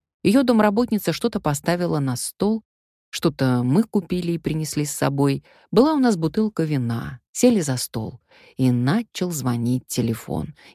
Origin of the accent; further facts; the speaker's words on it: Russia; Я сказала, что из России. «Je suis actrice, je suis russe».